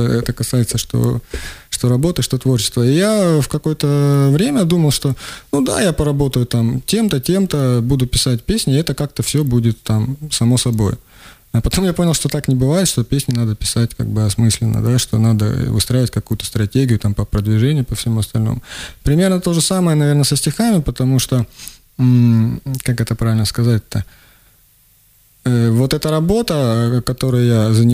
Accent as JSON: {"language": "Russian", "region": "Rostov Oblast", "country": "Russia", "tie": "born or raised there", "also_born_or_lived": "Kurgan-Tyube, Tajikistan", "said": "Родом я из Курган-Тюбе, вот, я вырос в Ростовской области в деревне, я учился в Ростове и год там работал, то есть, я не знаю, откуда я родом, так, честно."}